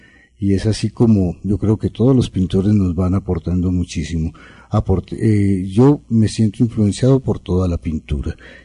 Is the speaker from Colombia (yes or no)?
yes; Cali, Valle del Cauca, Colombia; moved away as an adult; es un aspirante a pintor, todavía estoy aspirando a llegar a pintor. Yo nací en Cali, viví en Colombia hasta los 25, 26 años de edad.